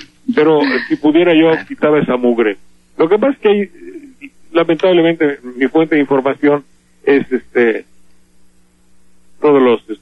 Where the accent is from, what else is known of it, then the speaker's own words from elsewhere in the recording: Mexico; El primer verdugo de los mexicanos somos los mexicanos mismos